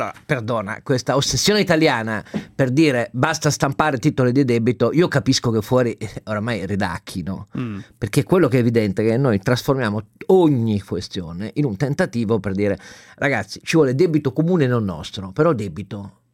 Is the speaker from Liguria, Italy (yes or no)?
no; Turin, Piedmont, Italy; Nel quartiere dove sono cresciuto io, a Torino, con la Mirafiori Nord